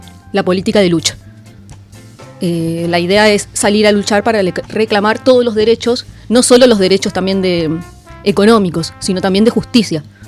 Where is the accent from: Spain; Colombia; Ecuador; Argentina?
Argentina; La Matanza, Buenos Aires Province; now in Cañuelas, Argentina; Yo vengo de La Matanza, vengo de allá, me vine a vivir acá